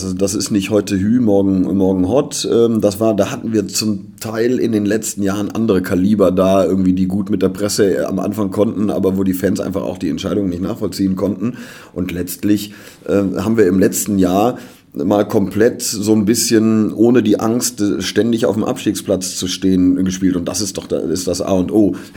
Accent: Cologne, North Rhine-Westphalia, Germany; So sind wir Kölner.

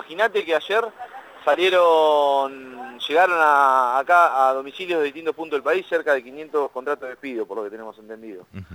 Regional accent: Olavarría, Buenos Aires Province, Argentina; acá somos de Olavarría

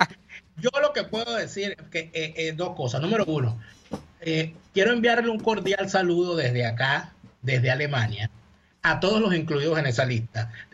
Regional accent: Venezuela; moved away; Cuando yo salí de Venezuela, el dólar estaba a 49 mil bolívares.

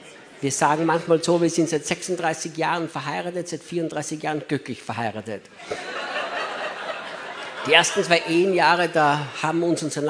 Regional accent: Austria; moved away as an adult; now in United States; als Gott uns damals von Österreich nach Amerika schickte

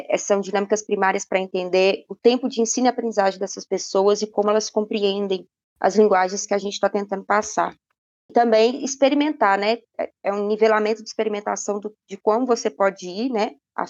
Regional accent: Belo Horizonte, Minas Gerais, Brazil; also born or lived in Montes Claros; eu vim de Belo Horizonte, mas sou nascida em Montes Claros.

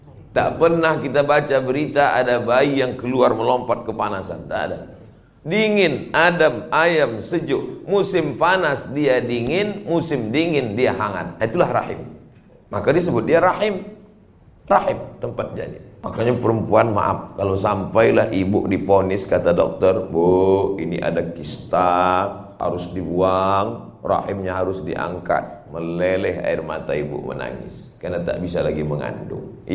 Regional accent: Riau, Indonesia; ke Lampung Utara, gharib, perantau. Kampung saya Riau.

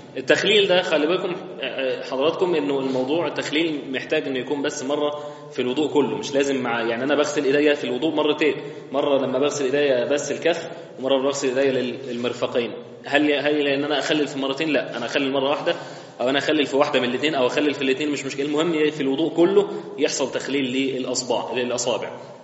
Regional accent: Egypt; احنا بنقول غلط كمصريين

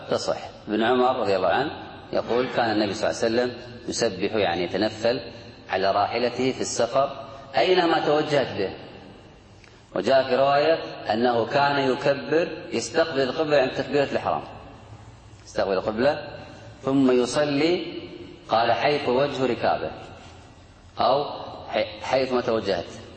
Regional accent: Kuwait; إحنا نقول الآن ما بين الشمال والجنوب عندنا في الكويت قبلة

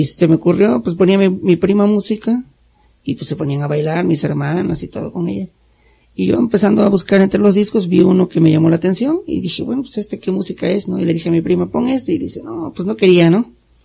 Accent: Tuxtepec, Oaxaca, Mexico; de Tuxtepec, Oaxaca, para ser más específico, pues no había mucho rock and roll ahí

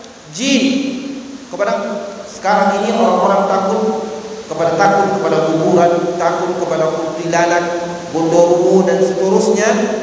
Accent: Bukittinggi, West Sumatra, Indonesia; kampung saya contohnya di Sumatera Barat, di Bukit Tinggi

